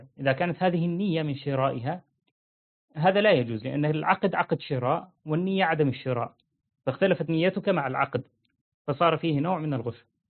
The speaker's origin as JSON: {"language": "Arabic", "country": "Syria", "said": "أنا سوري، جنسيتي يعني فرحان جدا بجنسية بشار الأسد"}